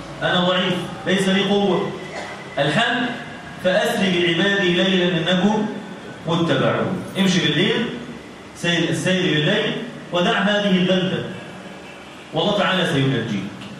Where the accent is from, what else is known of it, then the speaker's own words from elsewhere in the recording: Egypt; يعني إحنا كلنا مصريين ولا مش مصريين؟ ها؟ مصري.